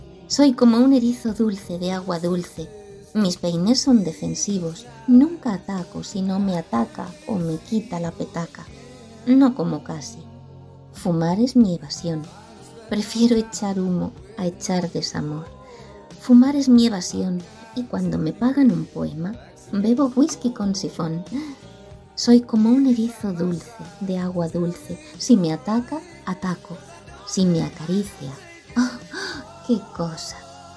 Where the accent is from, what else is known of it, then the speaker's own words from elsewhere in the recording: Santiago de Compostela, Galicia, Spain; de Santiago de Compostela. Gracias por darme voz en vuestro programa.